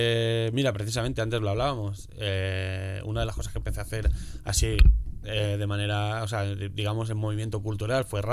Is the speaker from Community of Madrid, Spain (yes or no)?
yes; Leganés, Community of Madrid, Spain; yo nací aquí en Madrid. Y viví toda mi infancia y adolescencia y juventud en Leganés, en un barrio de Leganés que se llama La Fortuna.